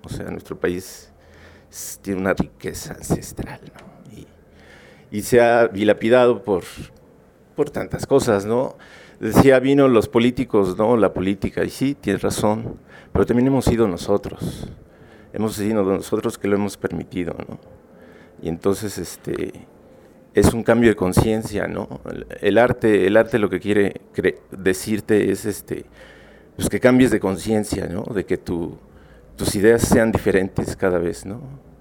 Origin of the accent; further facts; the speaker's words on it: Mexico City, Mexico; moved away; Vengo de la Ciudad de México, ¿no? Pero me vine hace 15 años, ¿no?